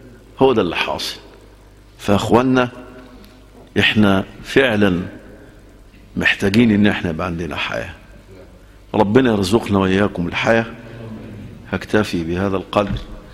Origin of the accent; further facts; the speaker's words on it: Egypt; أنا شايف الأمة وخاصة في بلدنا مصر